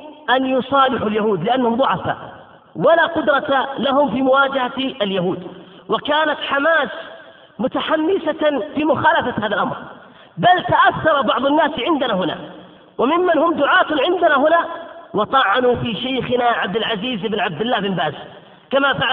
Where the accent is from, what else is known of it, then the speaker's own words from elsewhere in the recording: Qatif, Eastern Province, Saudi Arabia; عندنا في القطيف وفي بلاد الشرقية